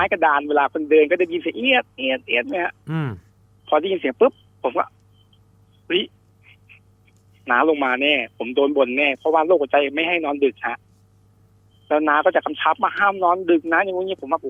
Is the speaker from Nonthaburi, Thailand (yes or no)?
no; Bangkok, Thailand; สมัยก่อนเนี่ยผมเกิดโตกรุงเทพนะครับผมก็อยู่ใช้ชีวิตอยู่ในกรุงเทพแล้วก็จะกลับโคราชเนี่ยทุกปิดเทอม